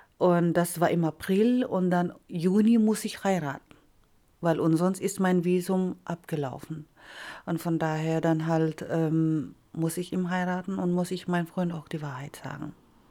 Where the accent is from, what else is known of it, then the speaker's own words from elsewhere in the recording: Philippines; Der war dann halt 4 Tage dann in meiner Heimat geblieben.